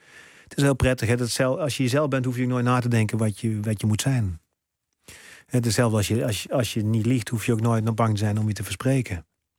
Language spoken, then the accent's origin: Dutch; North Brabant, Netherlands; moved away; Want ik kwam ook nog uit Brabant. Nou, dat hoor je ook aan me. Nee, ik heb geen harde G.